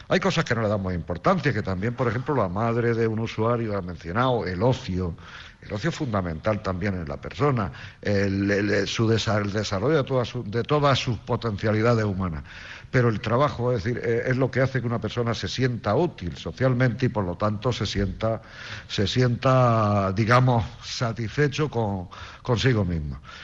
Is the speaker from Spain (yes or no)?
yes; Albor, Spain; yo soy de aquí, de Albor también